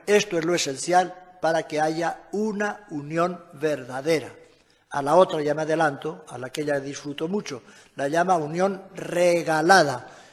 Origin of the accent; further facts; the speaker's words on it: Castile and León, Spain; yo entiendo muy bien como castellano viejo, que los que se iban a confesar viejos se encapotaban con el cura, porque no había estos confesionarios en mi pueblo